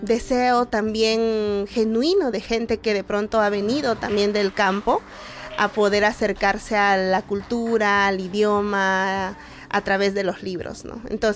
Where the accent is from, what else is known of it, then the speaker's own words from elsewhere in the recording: Ayacucho, Peru; Yo soy de Ayacucho y dirijo proyectos de fomento de lectura